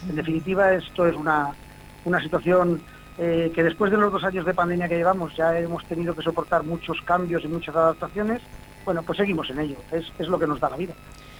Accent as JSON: {"language": "Spanish", "town": "Elche", "region": "Valencian Community", "country": "Spain", "tie": "born or raised there", "said": "Yo soy de Elche, vivo en Elche, nací en Alicante"}